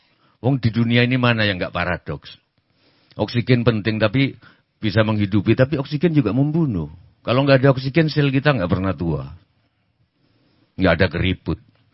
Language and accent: Indonesian; Java, Indonesia; Aku orang Jawa kok.